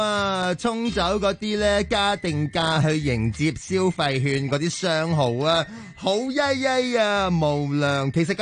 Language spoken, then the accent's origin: Cantonese; Shantou, Guangdong, China; 我唔系，我唔系顺德人。